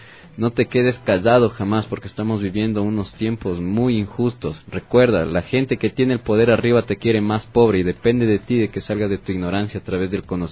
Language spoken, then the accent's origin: Spanish; Ecuador; de los sucesos que nos afectan como ecuatorianos, como ciudadanos